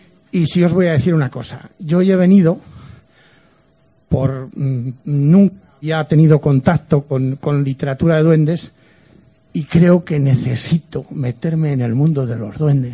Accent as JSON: {"language": "Spanish", "town": "Zamora", "region": "Castile and León", "country": "Spain", "said": "Yo soy de Zamora."}